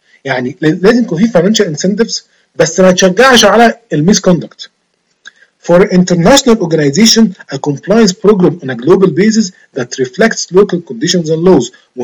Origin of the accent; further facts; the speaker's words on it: Egypt; زي عندنا في مصر اسمه الفيش والتشبيه.